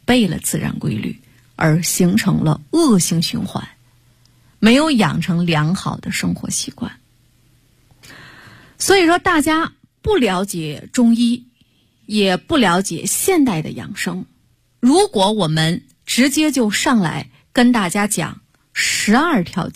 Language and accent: Chinese; China